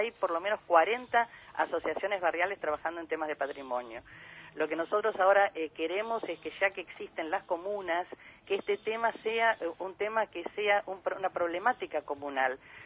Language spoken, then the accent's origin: Spanish; Buenos Aires, Argentina; a lo que somos los porteños y las porteñas